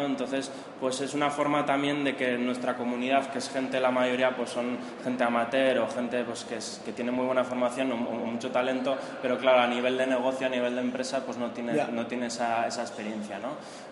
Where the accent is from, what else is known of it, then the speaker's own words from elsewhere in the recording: Vitoria-Gasteiz, Basque Country, Spain; born there; yo soy nacido en Gasteiz